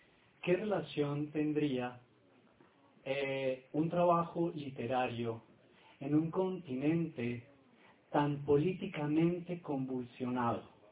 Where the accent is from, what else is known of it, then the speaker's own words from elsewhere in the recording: Colombia; moved away as an adult; now in Mexico; yo soy colombiano y estudio en México, he hecho mi maestría y actualmente hago mi doctorado y le debo mucho a México.